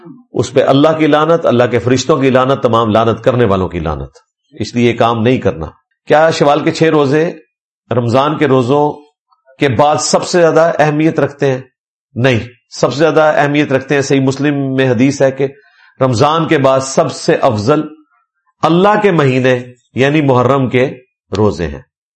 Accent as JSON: {"language": "Urdu", "town": "Mianwali", "region": "Punjab", "country": "Pakistan", "said": "میرا تعلق میاں والی سے ہے, ہمارے علاقہ کا زیادہ تر تعلق بریلوی مسلک سے ہے."}